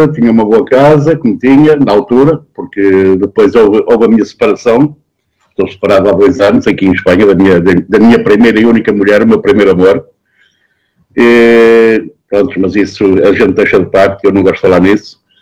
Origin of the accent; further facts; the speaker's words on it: Porto, Norte, Portugal; Eu não sou galego, eu sou tripeiro.